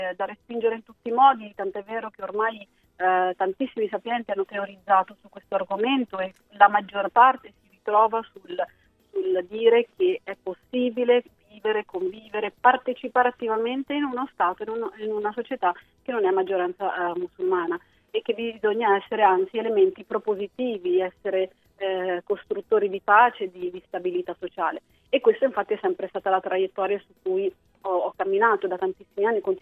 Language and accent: Italian; Umbria, Italy; now in Milan, Italy; casa mia un po' Perugia, perché lì sono nata e cresciuta, però ormai mi sento pienamente milanese, sono qui da 17 anni, e anche il mio accento ormai si sta modificando